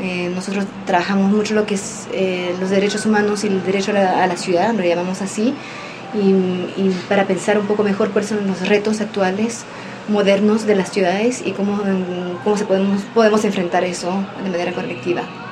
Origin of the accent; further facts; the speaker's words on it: Paris, Île-de-France, France; yo estoy trabajando durante 6 años para esos barrios populares del norte de París, de donde vengo